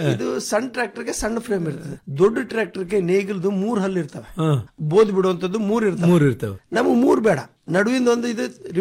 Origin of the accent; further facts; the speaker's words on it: Muttangi, Karnataka, India; ನಾನು ನಮ್ಮ ಊರಲ್ಲಿ ಬೀದರ್ ಡಿಸ್ಟಿಕ್ ಹುಮನಾಬಾದ್ ತಾಲೂಕು ಅಥವಾ ಚಿಡಗೋಪ ತಾಲೂಕು ಮುತ್ತಂಗಿಯಲ್ಲಿ ಮಾಡಿರುವಂತ ಒಂದು ಮಷೀನ್